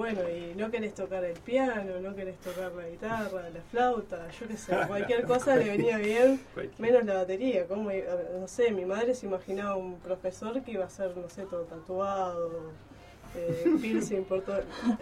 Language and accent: Spanish; Uruguay; nosotros que somos uruguayos